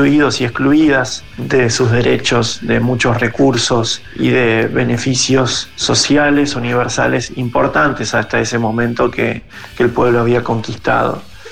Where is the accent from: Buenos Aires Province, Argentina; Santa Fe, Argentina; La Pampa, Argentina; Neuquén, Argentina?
Buenos Aires Province, Argentina; Zárate